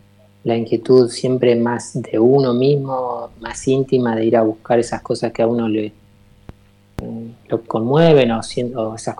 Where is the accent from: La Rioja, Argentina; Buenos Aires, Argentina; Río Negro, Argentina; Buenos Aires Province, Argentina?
Río Negro, Argentina; General Roca; Yo soy de Río Negro, de General Roca.